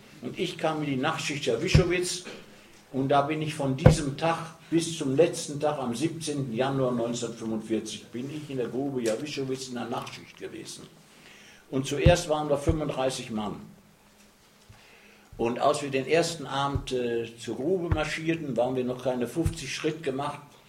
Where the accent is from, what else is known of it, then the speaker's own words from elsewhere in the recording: North Rhine-Westphalia, Germany; bei uns im Ruhrgebiet heißt doch der Bergmann, das ist der Püttmann.